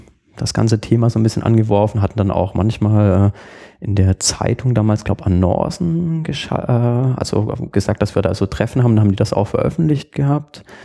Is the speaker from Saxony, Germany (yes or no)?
no; Burgstall an der Murr, Baden-Württemberg, Germany; ich komme aus einem Dorf, Burgstall an der Mur, das ist so zwischen Backnang und Winnenden und Backnang, das ist wirklich in Deutschland